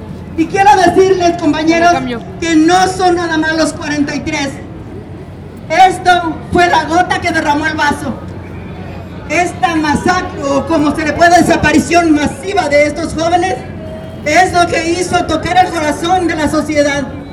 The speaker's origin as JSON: {"language": "Spanish", "region": "Michoacán", "country": "Mexico", "said": "Soy de Michoacán"}